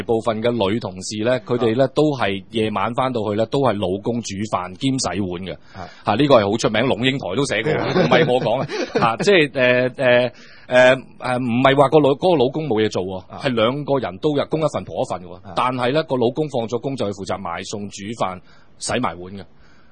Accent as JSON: {"language": "Cantonese", "town": "Shenzhen", "region": "Guangdong", "country": "China", "said": "因為我哋深圳講，我哋廣東人所謂南蠻啊嘛"}